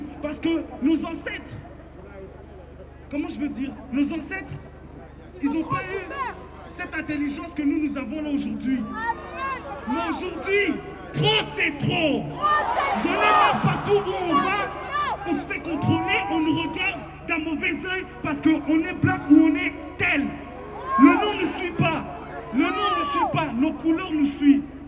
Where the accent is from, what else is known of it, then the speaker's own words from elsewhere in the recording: Belgium; Moi, je suis un jeune noir de quartier. On a grandi ici en Belgique avec beaucoup de nos frères.